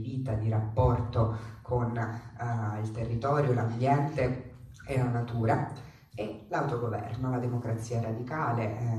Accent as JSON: {"language": "Italian", "town": "Rome", "region": "Lazio", "country": "Italy", "said": "io so di Roma"}